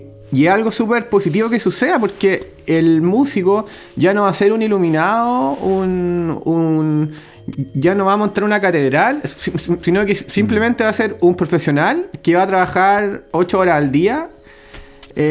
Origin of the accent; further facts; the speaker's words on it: Concepción, Biobío, Chile; yo soy de Concepción, nací en Concepción y en realidad casi toda mi vida ha transcurrido como en un radio de, yo diría como 6 kilómetros.